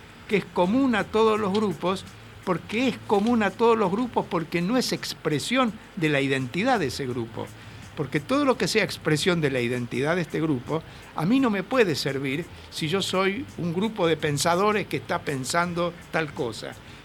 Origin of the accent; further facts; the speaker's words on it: Buenos Aires, Argentina; yo soy un porteño de Buenos Aires